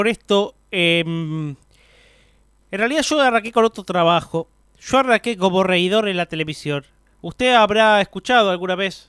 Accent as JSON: {"language": "Spanish", "region": "Buenos Aires", "country": "Argentina", "said": "Bonaerense, señor. Bonaerense, Río Platense y bonaerense."}